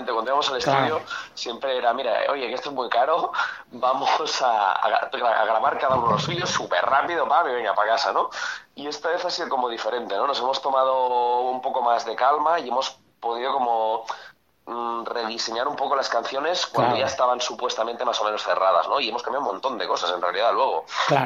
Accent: Catalonia, Spain; first language Catalan; Spanish is a second language; siendo catalán, y es mi primera lengua, es mi lengua materna, catalán

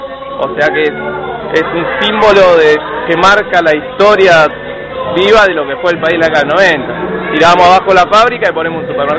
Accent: Buenos Aires, Argentina; Nosotros somos de la Villa Ballesteros … somos de la Comuna 12, Villa Pueyrredón.

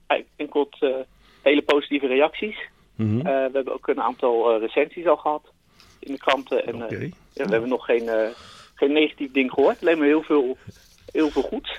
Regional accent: Delft, South Holland, Netherlands; Ja, ik kom uit Delft. Ja. Dus mijn compagnon die komt uit Rotterdam. We hebben in Rotterdam gestudeerd en zijn daar een studio begonnen.

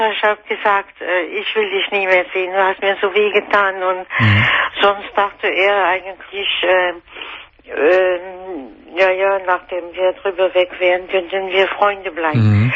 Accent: France; German is a second language; now in Germany; Ich bin Französin, ich wohne seit 30 Jahren in Deutschland.

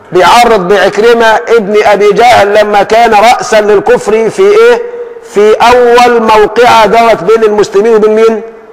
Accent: Egypt; اللهم حول حالنا كمصريين إلى أحسن حال.

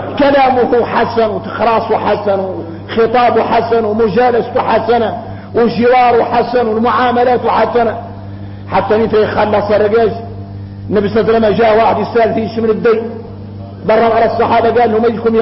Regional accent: Mauritania; الغريب ان احنا موريتاني

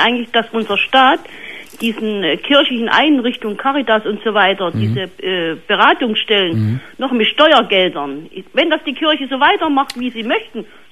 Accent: Jena, Thuringia, Germany; Und da habe ich hier festgestellt, ich komme aus Jena.

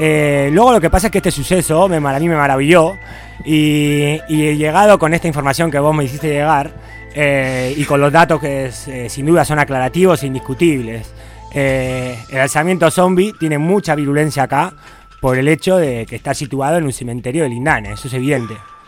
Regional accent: Buenos Aires, Argentina; yo soy de, pues soy porteño, soy de Buenos Aires

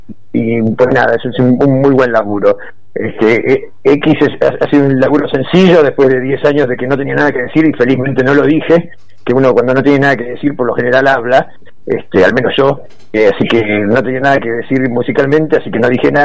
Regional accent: Villa Gesell, Buenos Aires Province, Argentina; yo soy de Villa Gesell, que bueno, mucho más chico que Tres Arroyos

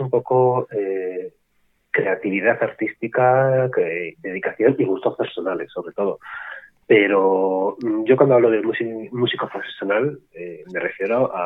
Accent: Madrid, Community of Madrid, Spain; Soy un músico de Madrid, músico aficionado, ahora mismo no soy profesional.

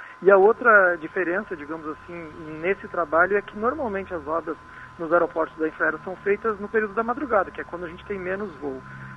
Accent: Porto Alegre, Rio Grande do Sul, Brazil; Eu venho lá do Sul, venho de Porto Alegre.

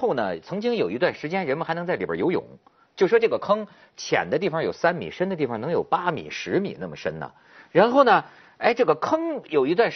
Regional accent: Shijiazhuang, Hebei, China; moved away as an adult; 就是连我记得石家庄的路灯都不是暖色的，知道吗？然后我就觉得每次我在我们河北这片大地上走啊，那就真是叫一种荒凉凄清。

